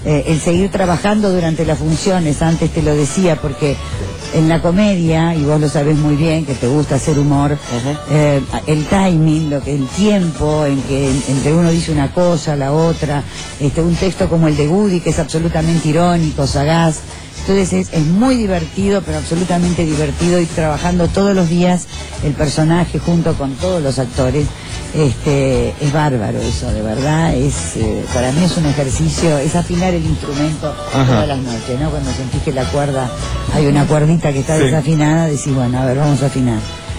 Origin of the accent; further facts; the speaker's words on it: Mar del Plata, Buenos Aires Province, Argentina; yo me crié en Mar del Plata, digamos.